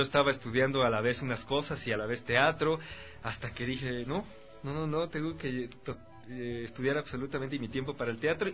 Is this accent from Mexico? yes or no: yes; Mexico; moved away as an adult; now in Ecuador; no conozco mucho la historia del teatro ecuatoriano porque yo soy mexicano, pero yo he vivido aquí ya.